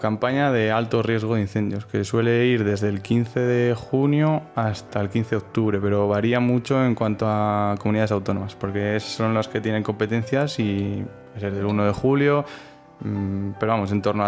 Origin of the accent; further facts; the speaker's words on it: Soria, Castile and León, Spain; Soy de Soria, entonces trabajaba allí en un pueblo de la provincia